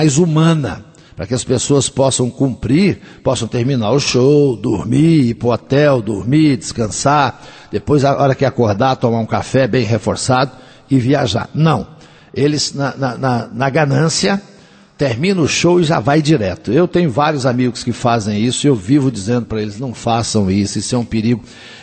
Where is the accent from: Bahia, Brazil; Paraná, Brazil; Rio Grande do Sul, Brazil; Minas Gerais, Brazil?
Minas Gerais, Brazil; Coromandel; Ele é de Alexânia, lá no estado de Goiás, mas está morando agora na minha terra, lá em Coromandel